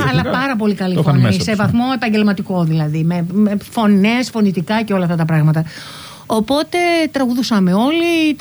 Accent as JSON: {"language": "Greek", "town": "Tavros", "region": "Attica", "country": "Greece", "tie": "born or raised there", "said": "Μεγαλώσαμε λοιπόν στον Ταύρο. Γεννηθήκαμε και μεγαλώσαμε στον Ταύρο. Στη δεκαετία του 50, εγώ γεννήθηκα 3 χρόνια μετά, όπου γύρω-γύρω από το σπίτι μας ήταν μόνο παράγκες."}